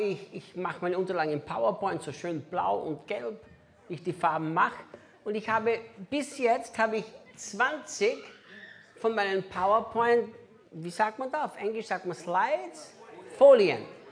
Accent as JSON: {"language": "German", "country": "Austria", "first_language": "German", "moved": "yes", "said": "ich spreche Deutsch, ist ja meine Muttersprache. Ich bin ja Österreicher. Ich lebe zwar 19 Jahre nicht mehr in Österreich"}